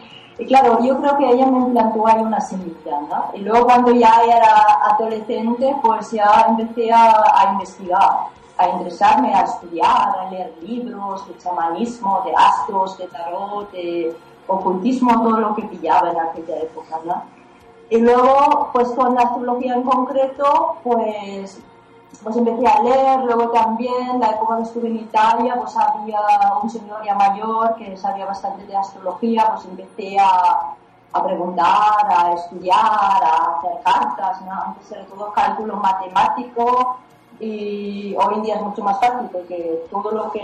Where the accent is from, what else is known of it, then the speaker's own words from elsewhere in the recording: Germany; moved away; Bueno, pues me fui de Alemania muy joven, básicamente porque estaba un poco insatisfecha con la vida que llevaba.